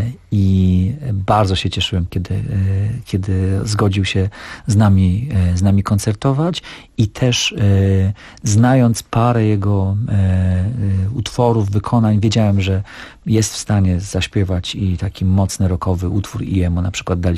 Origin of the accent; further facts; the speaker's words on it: Białystok, Podlaskie Voivodeship, Poland; I ja pochodzę z Białegostoku, także ten utwór znam od dzieciństwa i tutaj, i też mam odpowiedni akcent w związku z moim pochodzeniem, także tutaj i moje nazwisko też jest ukraińskie